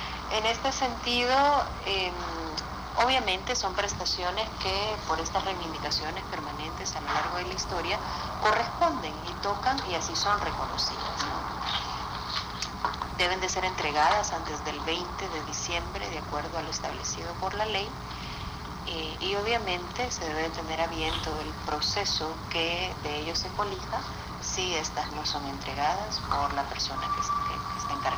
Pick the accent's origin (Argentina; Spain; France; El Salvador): El Salvador; al proceso cultural que tenemos como salvadoreñas y salvadoreños